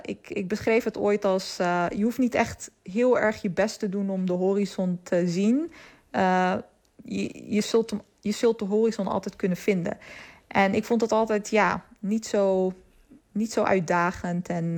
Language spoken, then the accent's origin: Dutch; Netherlands; ik weet nog dat ik het altijd als kind opgroeiend in Nederland het ontzettend fascinerend vond dat Nederland zo ontzettend vlak was.